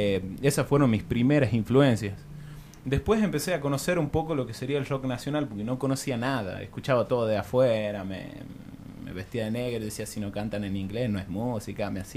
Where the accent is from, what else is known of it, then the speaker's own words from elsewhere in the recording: Tucumán, Argentina; now in La Rioja, Argentina; yo soy de Tucumán, aclaro, cuando me vengo acá a La Rioja